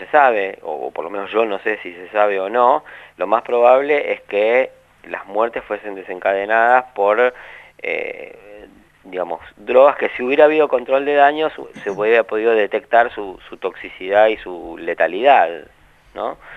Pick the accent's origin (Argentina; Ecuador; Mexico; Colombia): Argentina